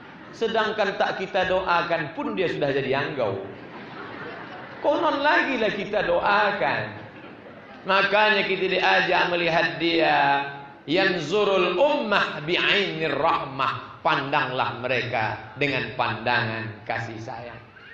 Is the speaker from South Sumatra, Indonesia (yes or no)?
no; Pulau Lawan, Riau, Indonesia; Adalah penceramah datang. Penceramah datang ke kampung kami di Pulau Lawan.